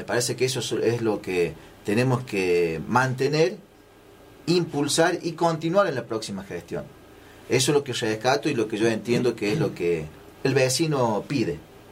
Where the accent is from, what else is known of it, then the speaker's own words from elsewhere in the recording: Villa de las Rosas, Córdoba, Argentina; Yo soy nativo de Villa de las Rosas y vengo trabajando en la MUNI hace bastante tiempo.